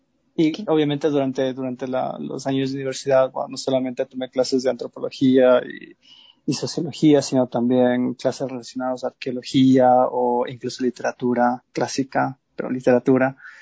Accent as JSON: {"language": "Spanish", "town": "Quito", "region": "Pichincha", "country": "Ecuador", "tie": "born there", "said": "Yo nací en Quito."}